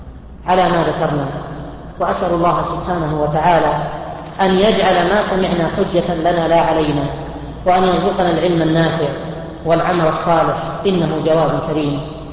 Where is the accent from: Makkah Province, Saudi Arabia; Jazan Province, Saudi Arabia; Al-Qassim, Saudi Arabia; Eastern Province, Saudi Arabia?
Al-Qassim, Saudi Arabia; Buraidah; وهذا ليس في الشرق أو الغرب، عندنا في بريده